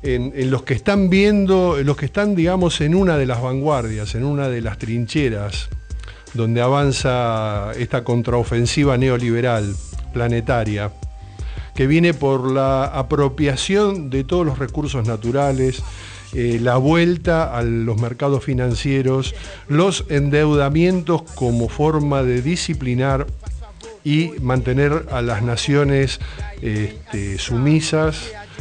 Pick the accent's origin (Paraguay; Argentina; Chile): Argentina; yo siempre digo, los argentinos primero nos creemos que somos los porteños